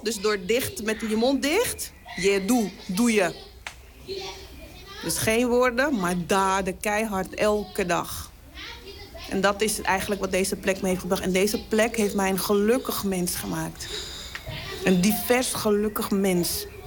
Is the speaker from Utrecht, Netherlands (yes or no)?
no; Amsterdam, North Holland, Netherlands; Dat ik wil laten zien van, hey, ik kom uit de Bijlmer en dit is wat we waard zijn.